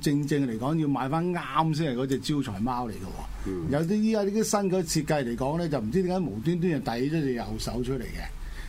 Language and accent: Cantonese; Guangdong, China; 即係我哋廣東人啊，即係大家利是啦，係咪？